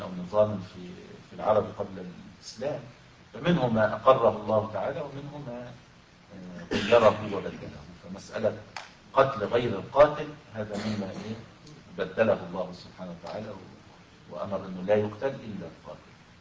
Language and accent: Arabic; Egypt; يحصل هذا أحيانا في الصعيد عندنا في مصر مثلا